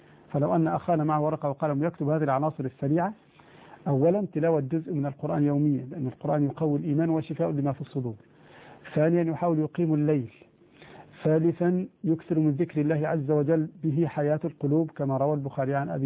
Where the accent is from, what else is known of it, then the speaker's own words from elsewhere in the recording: Egypt; في مصر عندنا هنا القائمة تسمى الصداق بما فيها المؤخر